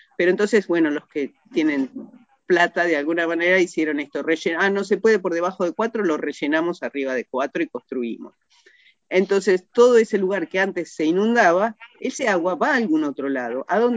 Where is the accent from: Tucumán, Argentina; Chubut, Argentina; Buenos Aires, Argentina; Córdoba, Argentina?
Buenos Aires, Argentina; y yo que soy porteña, digamos